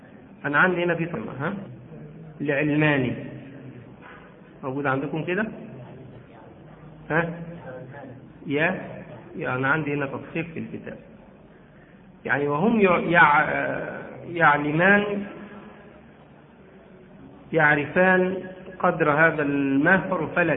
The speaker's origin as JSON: {"language": "Arabic", "country": "Egypt", "said": "الصداق عندنا في مصر بيقع جزء منه نقدا وجزء منه يقع عينا عرضا"}